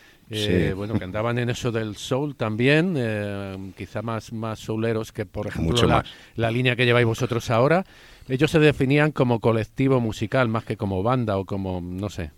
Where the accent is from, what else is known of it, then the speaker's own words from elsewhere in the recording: Madrid, Community of Madrid, Spain; Yo soy de San Blas